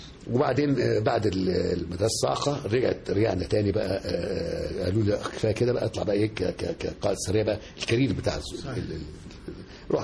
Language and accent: Arabic; Egypt; الحمد لله كنت كل مكان بروحه ببقى انا مصري لازم ببقى كاني سفير لبلدي